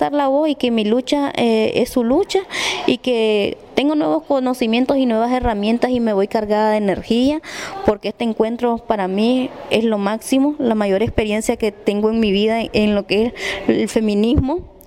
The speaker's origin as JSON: {"language": "Spanish", "country": "Nicaragua", "said": "porque soy nicaragüense, me interesa la protección de mi país"}